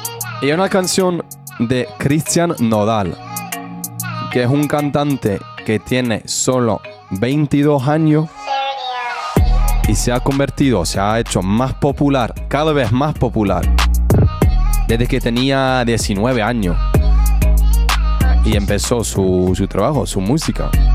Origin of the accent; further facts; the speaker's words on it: Bristol, South West England, United Kingdom; now in Granada, Spain; Bueno, después de Bristol, que es mi ciudad natal.